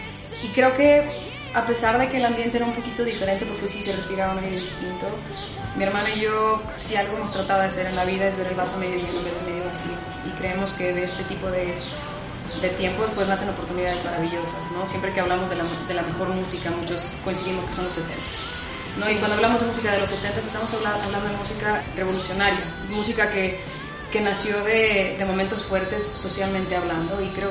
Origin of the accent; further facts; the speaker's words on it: Mexico City, Mexico; Crecimos y nacimos en la Ciudad de México.